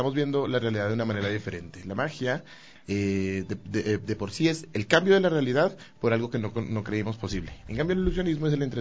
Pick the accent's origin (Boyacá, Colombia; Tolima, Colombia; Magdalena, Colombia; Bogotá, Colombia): Bogotá, Colombia; also born or lived in Quito; Yo soy director de teatro, yo crecí en el teatro en la ciudad de Bogotá. Yo soy quiteño y crecí en Colombia y crecí en el mundo del teatro.